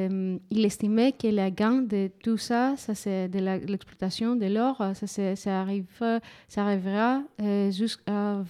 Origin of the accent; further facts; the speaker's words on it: Thessaloniki, Central Macedonia, Greece; Moi, Je suis de Thessaloniki, c'est au nord de la Grèce, juste pour mettre un peu géographiquement où on est.